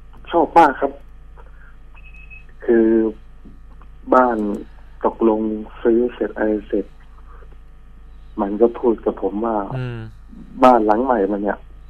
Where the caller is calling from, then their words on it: Rayong, Thailand; ระยองครับ